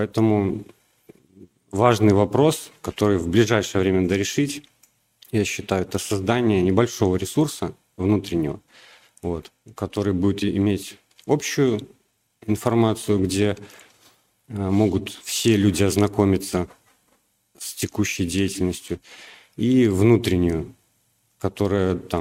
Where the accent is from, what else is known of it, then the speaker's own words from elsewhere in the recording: Belarus; now in Russia; я, например, приехал с Беларуси. В России здесь столкнулся с проблемой, что у нас в Беларуси продукты намного лучше, чем в России.